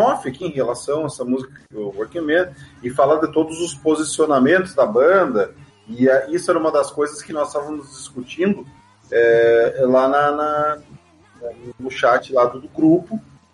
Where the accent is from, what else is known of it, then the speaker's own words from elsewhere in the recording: Magé, Rio de Janeiro, Brazil; eu sou natural de Santa Rosa, mas eu moro em Magé, né, cara?